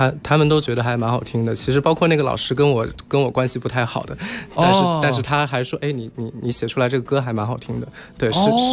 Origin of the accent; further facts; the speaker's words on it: Nanjing, Jiangsu, China; 我的故乡，我的家乡是南京。